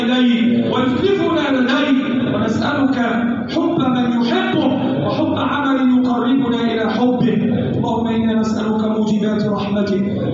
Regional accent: Egypt; اللهم احفظ بلادنا مصر وسائر بلاد

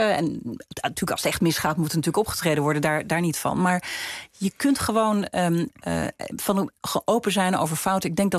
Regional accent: Netherlands; Maar ik vind op zijn minst dat wij als Nederlanders voorop zouden moeten lopen hierin.

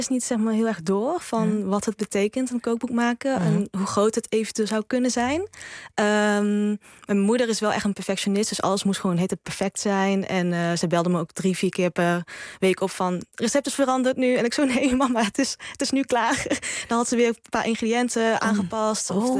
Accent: Oss, North Brabant, Netherlands; Ik ben hier opgegroeid in Nederland of geboren in Nederland.

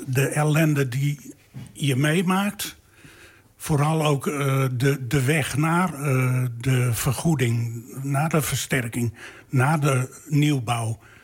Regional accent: Groningen, Netherlands; Ik had een shirtje aan dat ik uit Groningen kwam.

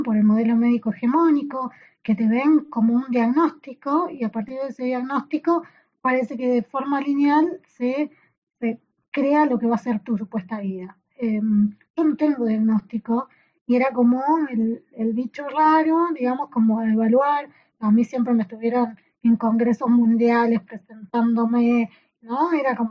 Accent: Saladillo, Buenos Aires Province, Argentina; now in La Plata, Argentina; porque yo encima soy de Saladillo, entonces vine a La Plata a estudiar

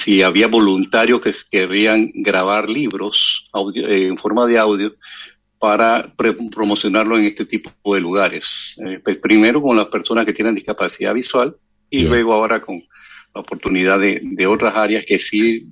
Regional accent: Panama; Y yo soy el único panameño.

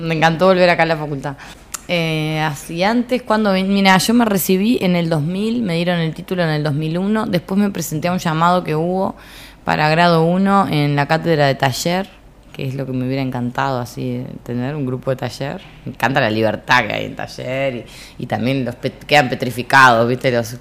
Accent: Montevideo, Uruguay; born there; yo nací en Montevideo, adoro esta ciudad

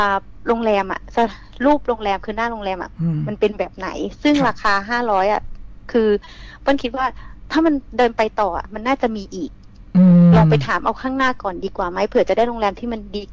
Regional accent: Bangkok, Thailand; หนูอาจจะเป็นคนกรุงเทพที่หนูไม่ค่อยได้เห็นนะค่ะ

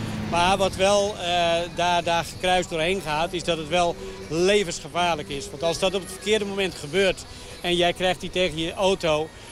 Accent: Netherlands; Daar mogen wij als Nederlanders heel trots op zijn.

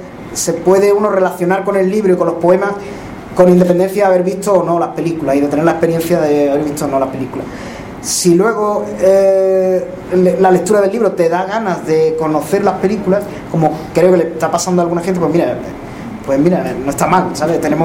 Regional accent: Extremadura, Spain; now in Seville, Spain; Yo soy extremeño, pero vivo en Sevilla desde hace 20-tantos años, ya 25, 24.

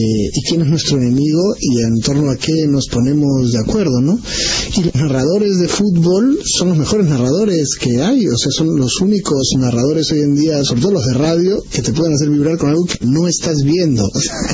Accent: Peru; yo debo confesar como peruano

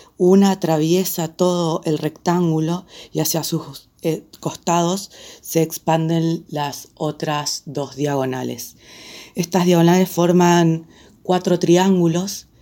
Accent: Jardín América, Misiones, Argentina; de Jardín América Misiones, la capital de la música extrema

